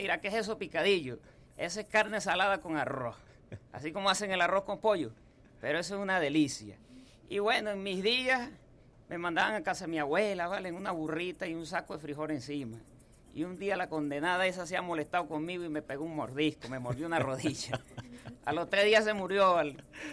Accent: Achaguas, Apure, Venezuela; Apure, de Achaguas. Criollito, más criollo que un saco de tusa, como se dice. Y siempre manteniendo mi dialecto y mi humildad de campesino, pues.

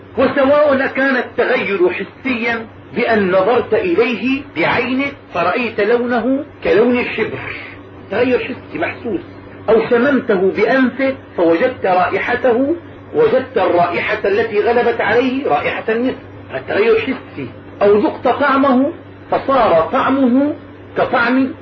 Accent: Damascus, Damascus Governorate, Syria; عندنا في دمشق تعزل الأنهار وتنظف في كل سنة

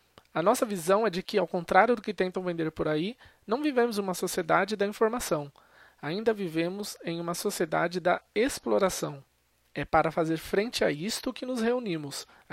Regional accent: Sorocaba, São Paulo, Brazil; trabalho na área de suporte, sou de Sorocaba, estado de São Paulo, trabalho numa empresa de suporte de TI.

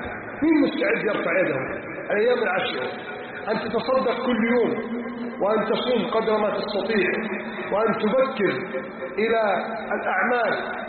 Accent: Egypt; اللهم احفظ بلدنا مصر من كيد الكائدين

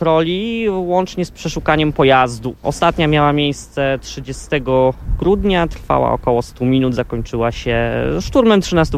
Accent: Zgorzelec, Lower Silesian Voivodeship, Poland; now in Görlitz, Germany; Pochodzę ze Zgorzelca, obecnie mieszkam wraz z rodziną w Görlitz.

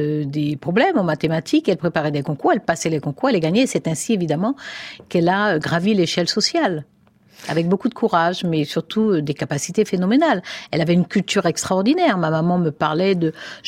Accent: Cayenne, French Guiana, France; j'ai grandi à Cayenne jusqu'au baccalauréat

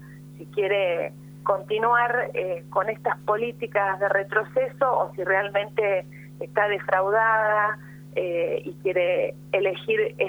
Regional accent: Pigüé, Buenos Aires Province, Argentina; Yo soy de Pigüé, del distrito de Saavedra.

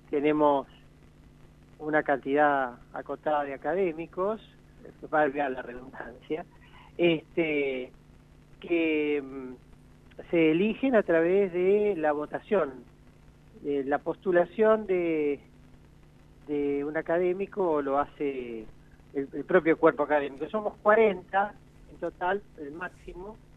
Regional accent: Lanús, Buenos Aires Province, Argentina; Yo nací en Lanús en 1972. Mi papá, eran de Lanús también, mi mamá y mi papá, y mis abuelos maternos y paternos. Y bueno, ahí empecé, crecí algún tiempo allí, después fuimos a vivir a la ciudad de Uxón, en el partido de Berazategui

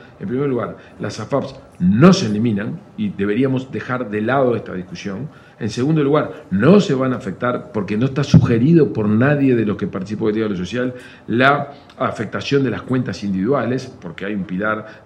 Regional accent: Uruguay; todos somos uruguayos y todos sabemos que hay enormes oportunidades de mejorar esta relación

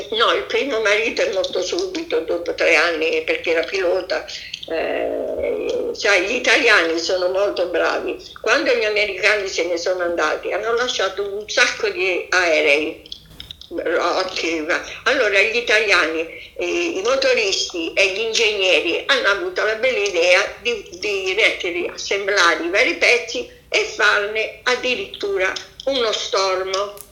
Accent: Bari, Apulia, Italy; Perché poi al mio paese, a Bari, io sono stata, mamma mia, massacrata.

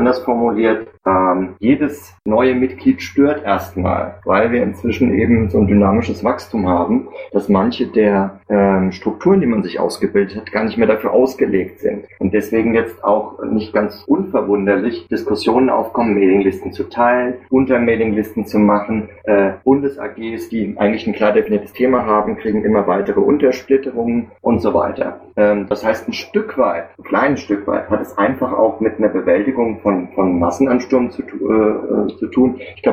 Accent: Frankfurt, Hesse, Germany; Ich bin aus Frankfurt.

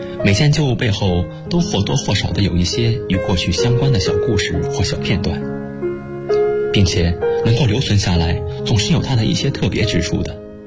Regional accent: Shanghai, China; now in Nanjing, China; 来自上海，我在南京大学，距离我的家乡300公里

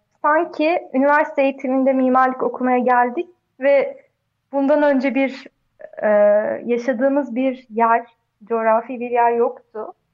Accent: Çorum, Turkey; born there; now in Ankara, Turkey; benim doğduğum yer, ben işte Çorum'da doğdum. Sonra ben bir sürü şehirde yaşadım. Sonra Ankara'ya geldim.

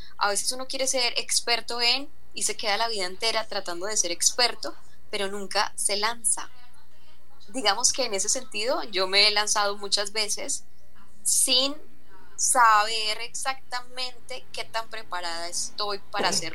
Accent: Zaragoza, Antioquia, Colombia; now in Medellín, Colombia; yo nací aquí en Medellín, hasta los 5 años viví aquí, luego me fui a un pueblo de Antioquia que es más hacia el norte, al nordeste, más hacia la parte costa, que se llama Zaragoza, y allá viví hasta los 19 años, y luego ya regresé a Medellín.

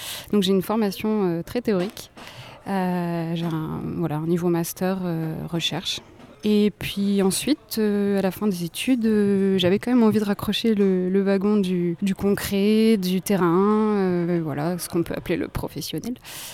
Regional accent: Bordeaux, Nouvelle-Aquitaine, France; je suis entrée dans ma 29e année il y a quelques mois. Mon parcours jusqu'à aujourd'hui, je suis née à Bordeaux, j'ai grandi entre la ville et avec un pied à la campagne dans le nord des Landes.

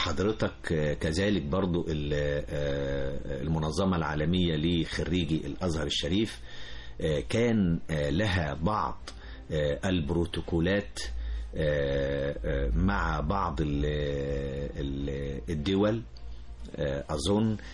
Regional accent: Egypt; لأن هو ده المطلوب مننا إحنا كمصريين، لأن إحنا بلد حضارة أساسا

